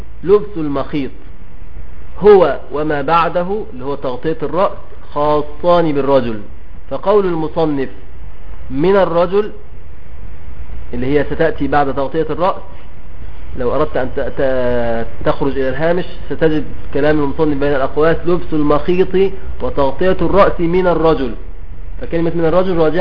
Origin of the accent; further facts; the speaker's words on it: Egypt; بنسميه عندنا في مصر الجلابية